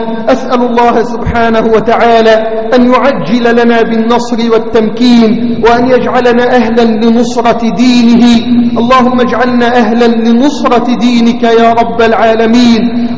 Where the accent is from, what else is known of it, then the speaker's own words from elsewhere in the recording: Egypt; اللهم احفظ بلدنا مصر من كل سوء وسائر بلاد الإسلام.